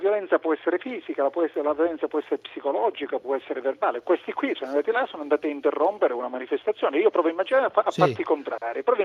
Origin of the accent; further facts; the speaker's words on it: Caltanissetta, Sicily, Italy; Buonasera, ma sono di Caltanissetta.